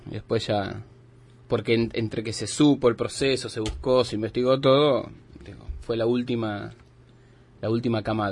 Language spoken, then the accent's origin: Spanish; Buenos Aires, Argentina; Me presenté el regimiento allá de Ciudadela, donde nos tocaba los que somos de provincia de Buenos Aires.